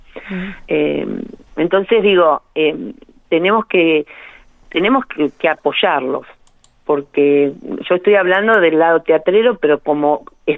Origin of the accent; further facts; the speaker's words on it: La Pampa, Argentina; Nosotros somos todos de La Pampa